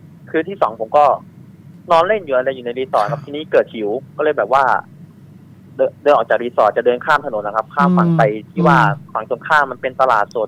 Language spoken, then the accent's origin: Thai; Chachoengsao, Thailand; ผมเลยบอกว่าอ๋อบ้านผมอยู่ฉะเชิงเทราครับพี่ครับ